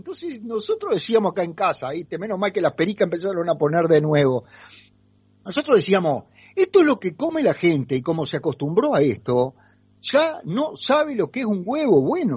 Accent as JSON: {"language": "Spanish", "region": "Paysandú", "country": "Uruguay", "lives_now": "Montevideo, Uruguay", "said": "yo vengo de Paysandú, un pueblo más grande que Alberti, pero pequeño al fin."}